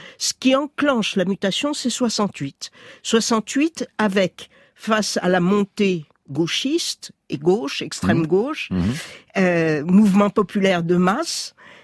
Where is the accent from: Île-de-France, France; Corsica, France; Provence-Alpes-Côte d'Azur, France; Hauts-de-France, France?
Île-de-France, France; Paris; j'étais très militante dans les années 70-73, à Paris, je suis parisienne